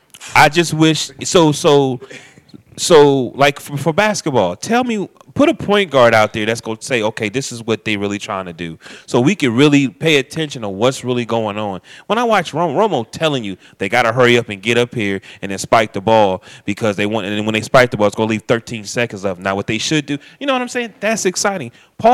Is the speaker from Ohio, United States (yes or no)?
yes; Akron, Ohio, United States; and I'm from Akron, you know, and I like